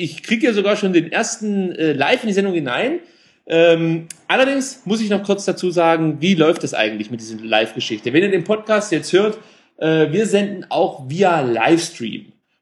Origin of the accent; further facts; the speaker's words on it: East Germany, Germany; Ich komme ja aus dem Wilden Osten.